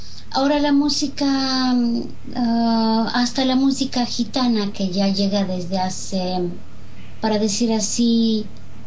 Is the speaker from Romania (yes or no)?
yes; Romania; vivo en Rumania, soy rumana. No sé hablar romaní